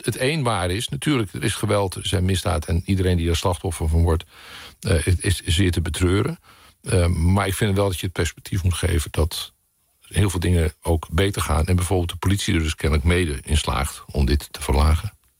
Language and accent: Dutch; Joure, Friesland, Netherlands; mijn geboortedorp, ook Joude, waar ik opgegroeid ben.